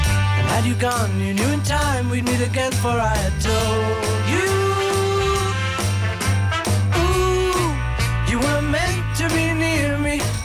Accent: Netherlands; Garnalenvisserij, daar zijn we natuurlijk ontzettend trots op als Nederlanders.

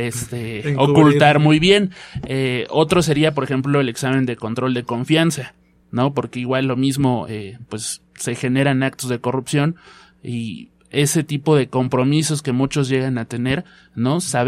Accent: Mexico; si revisamos un poco pues nuestra historia como mexicanos, pues es difícil que como sociedad nos comprometamos con algo.

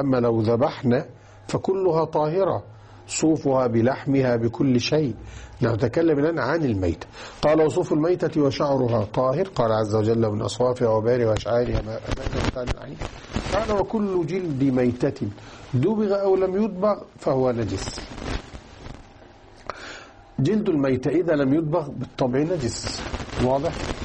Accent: Egypt; أو كانوا يسمونها باللغة الدارجة عندنا في مصر المستحية.

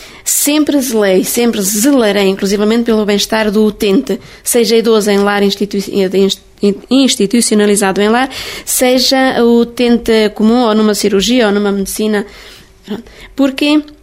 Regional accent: Timor-Leste; now in Portugal; Eu vim de Timor-Leste passado 3 anos e meio, trabalhei num lar de idosos em Trancoso 4 anos e meio

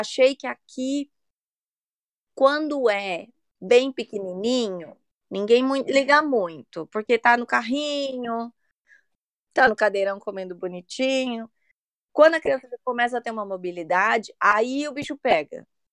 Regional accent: São Paulo, Brazil; Porque eu sou de São Paulo, meus pais moram lá.

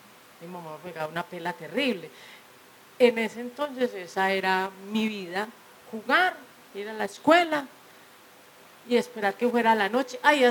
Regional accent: Medellín, Antioquia, Colombia; porque yo me crié en Manrique

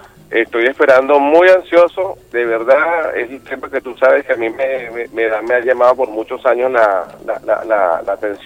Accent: Venezuela; como venezolano y como revolucionario

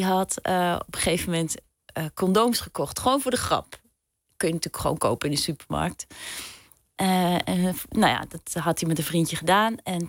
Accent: Overijssel, Netherlands; ik kom dan uit Zalland en ik heb familie in Twente

